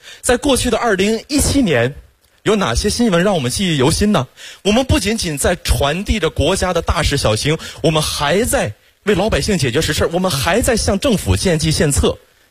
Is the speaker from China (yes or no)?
yes; Xiong'an, Hebei, China; 土生土长的雄安人，从小在那长大